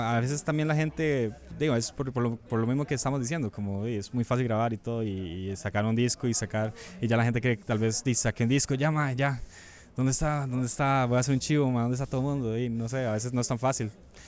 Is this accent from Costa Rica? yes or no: yes; Costa Rica; Que es tan rica como la costarricense, que somos un país de 5 millones